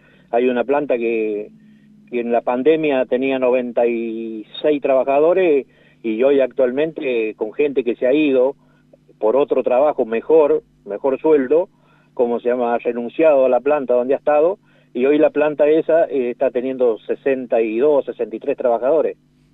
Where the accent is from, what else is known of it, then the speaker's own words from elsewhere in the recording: San Luis, Argentina; yo soy de San Luis, y conozco gente, familiares míos